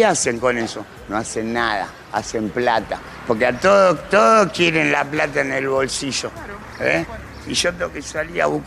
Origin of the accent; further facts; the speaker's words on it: Buenos Aires, Argentina; De acá, un par de cuadras. Yo soy de, ya no es más Constitución